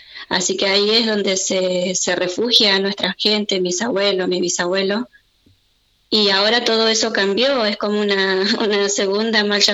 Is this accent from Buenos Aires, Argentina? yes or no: no; Río Negro, Argentina; está ubicada en la naciente del río Chubut. Si bien es la naciente del río Chubut, pertenece a la provincia de Río Negro.